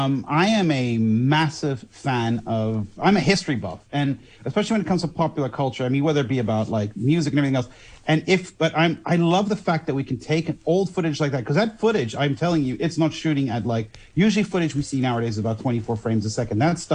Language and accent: English; Netherlands; And as you know, I am from Holland.